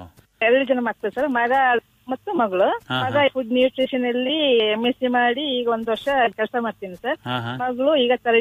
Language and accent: Kannada; Karnataka, India; ತಂದೆ ಪೊಲೀಸ್ ವೃತ್ತಿಯಲ್ಲಿದ್ದರಿಂದ ನನ್ನ ಹುಟ್ಟೂರು ಎಲ್ಲ ಚಿಕ್ಕಮಗಳೂರು ಜಿಲ್ಲೆಯಲ್ಲೇ ಆಯ್ತು ಸರ್. ನನ್ನ ವಿದ್ಯಾಭ್ಯಾಸ ಶೃಂಗೇರಿ, ಚಿಕ್ಕಮಗಳೂರು, ಮೂಡಿಗೆರೆ, ಕೊಪ್ಪ, ತರೀಕೆರೆ, ಚಿಕ್ಕಮಗಳೂರು ಜಿಲ್ಲೆಯಲ್ಲೇ ಆಯ್ತು ಸರ್.